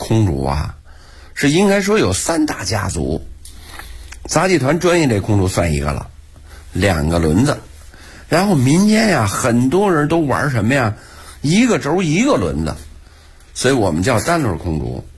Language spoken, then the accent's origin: Chinese; Beijing, China; born there; 我本人是老天桥出生的人，我爷爷呀、是老天桥非常有名的堂里、老天桥三角市场这点这个天桥茶堂里